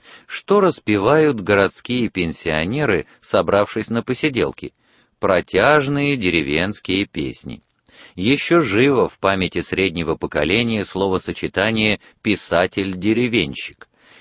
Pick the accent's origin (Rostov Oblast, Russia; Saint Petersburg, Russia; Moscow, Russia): Moscow, Russia; если я сам москвич в первом поколении.